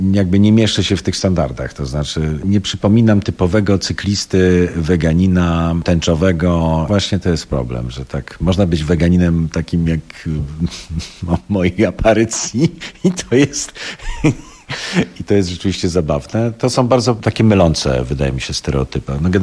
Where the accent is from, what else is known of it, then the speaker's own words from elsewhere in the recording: Poznań, Greater Poland Voivodeship, Poland; born there; now in Kraków, Poland; Ja jestem poznaniakiem z urodzenia właśnie, już nomen omen.